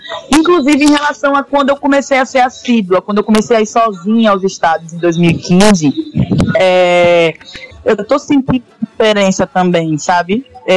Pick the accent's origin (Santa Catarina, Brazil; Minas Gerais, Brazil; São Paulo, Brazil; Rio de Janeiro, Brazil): Rio de Janeiro, Brazil; Porque eu sou carioca